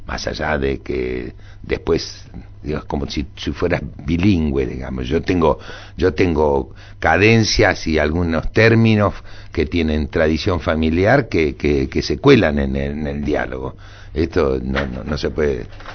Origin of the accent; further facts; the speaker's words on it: Dock Sud, Buenos Aires Province, Argentina; Porque yo me mudé, yo soy del Dock Sur. El día que cumplí 13 años me mudé al barrio de River.